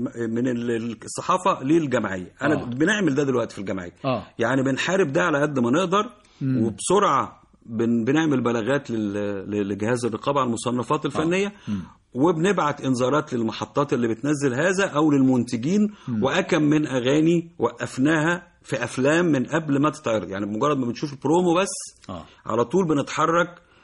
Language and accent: Arabic; Zagazig, Sharqia Governorate, Egypt; من الزقازيق من حي الحسينيه بيني وبينه 4 شوارع بالظبط.